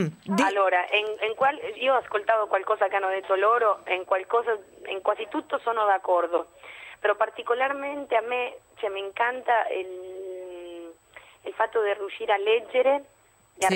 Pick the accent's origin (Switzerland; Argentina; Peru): Argentina; now in Italy; nel mio caso che vado spessissimo nel mio paese, in Argentina